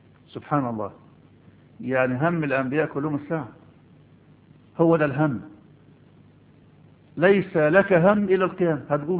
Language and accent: Arabic; Egypt; هنقول ما عندنا في مصر نسكت